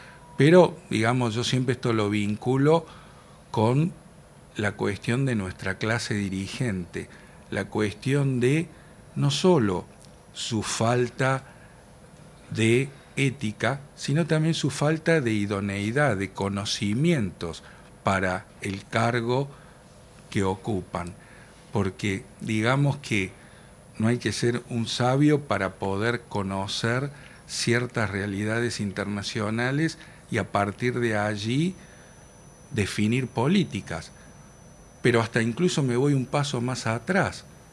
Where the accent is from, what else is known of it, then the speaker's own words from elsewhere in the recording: Argentina; es el desafío que tenemos como argentinos, ¿no?